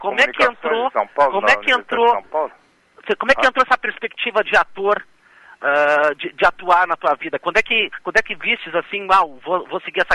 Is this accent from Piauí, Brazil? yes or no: yes; Piauí, Brazil; born there; apesar do meu sotaque, né, volta e meia as pessoas até não acreditam, mas eu nasci no Piauí